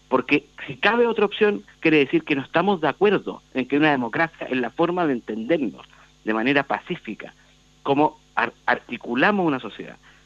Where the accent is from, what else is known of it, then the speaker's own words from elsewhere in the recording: Chile; no lo podemos tolerar como chilenos